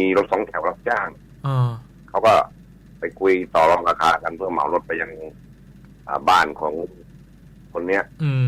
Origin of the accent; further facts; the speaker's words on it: Central Thailand, Thailand; ผมเองก็เป็นคนภาคกลางนะ